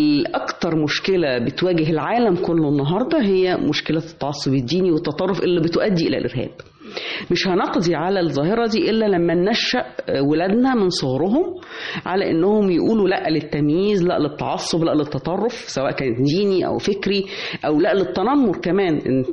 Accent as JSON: {"language": "Arabic", "country": "Egypt", "said": "ودي حاجة إحنا كمصريين بنفخر بيها"}